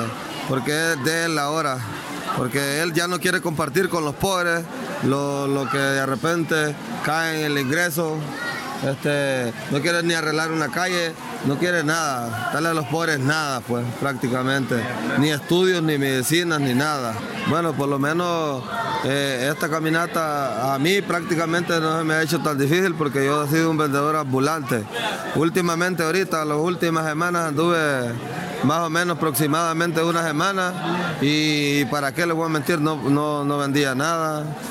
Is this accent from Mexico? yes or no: no; Honduras; al mirar el pueblo de nosotros, el Honduras de nosotros